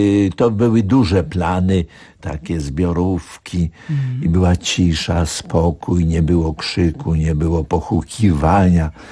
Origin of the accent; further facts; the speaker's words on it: Warsaw, Masovian Voivodeship, Poland; also born or lived in Łódź; jako warszawiak od urodzenia do roku obecnego miałem przerwę, bo wywędrowałem za poleceniem wielkiego nauczyciela, pedagoga Aleksandra Zelworowicza do Łodzi.